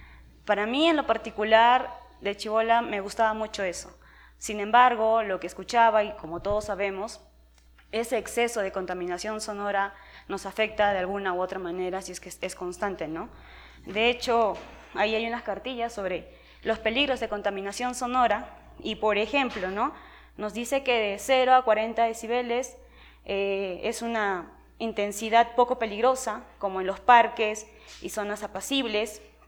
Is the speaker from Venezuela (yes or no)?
no; Callao, Peru; Yo vengo desde el Callao. Usualmente digo de Lima, porque a veces decir Callao tengo que explicar muchas cosas. Entonces, yo vivo ahí, bueno, literalmente a 3 cuadras abajo del Politécnico Nacional del Callao